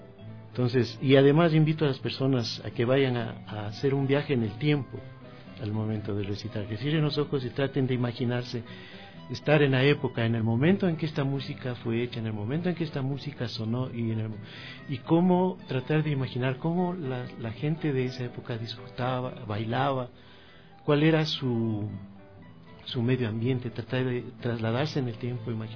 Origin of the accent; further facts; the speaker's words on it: Ecuador; somos ecuatorianos